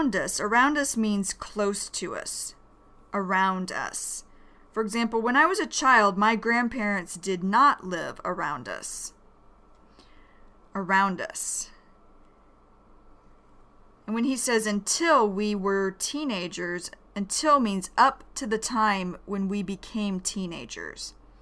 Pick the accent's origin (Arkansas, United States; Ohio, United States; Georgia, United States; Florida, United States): Georgia, United States; also born or lived in Michigan; Cuz then we moved away from Michigan to Georgia. Michigan is a northern state in America, and Georgia is a southeastern state of America.